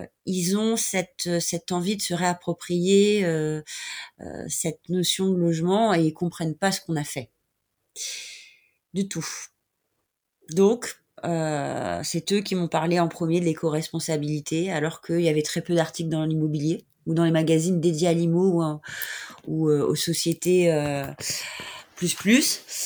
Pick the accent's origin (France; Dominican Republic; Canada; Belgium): France; Brittany; Moi, je suis bretonne